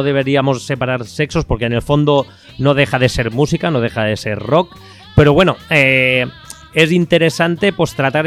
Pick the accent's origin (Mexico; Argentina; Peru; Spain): Spain; Valencia, Valencian Community; como diríamos aquí en mi tierra, ¿no? En Valencia